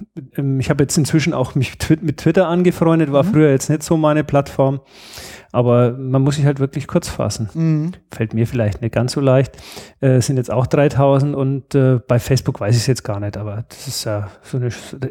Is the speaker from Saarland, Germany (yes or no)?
no; Erlangen, Bavaria, Germany; born there; Ja, wohnen tue ich in Aresing bei Schrobenhausen, arbeiten tue ich in Ingolstadt und geboren bin ich in Erlangen.